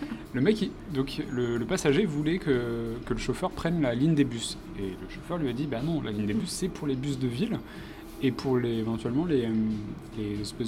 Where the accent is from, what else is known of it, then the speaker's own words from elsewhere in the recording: Nîmes, Occitanie, France; Mais, j'ai pu lui dire que je venais de Nîmes.